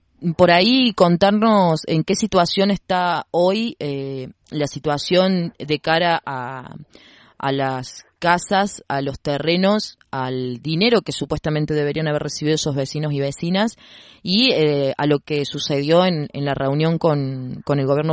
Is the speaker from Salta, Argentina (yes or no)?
no; Córdoba, Argentina; me atraviesa porque pasó en mi ciudad, pero que nos atravesó a todos y a todas los que somos de Córdoba y también del cordón de las Sierras Chicas